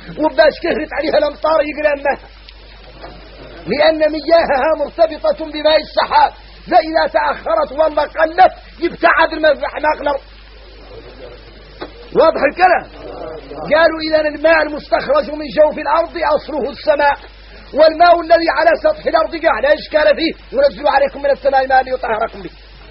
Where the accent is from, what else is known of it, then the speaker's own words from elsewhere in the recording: Mauritania; احنا موريتاني عندنا عقلية عويليلة ما هي صالح